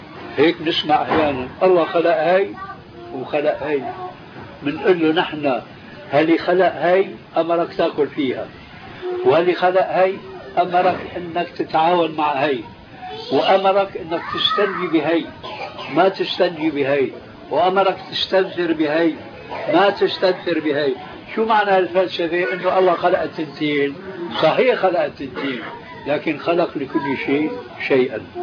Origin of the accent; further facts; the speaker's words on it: Syria; لأنه في واحد عالم يقال عندنا في الشام أنه عالم